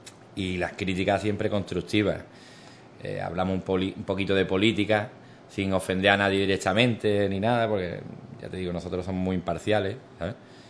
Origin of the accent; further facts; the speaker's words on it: Ubrique, Andalusia, Spain; yo siempre a mi pueblo Ubrique lo he llevado por bandera, porque yo ante todo soy ubriqueño y después persona.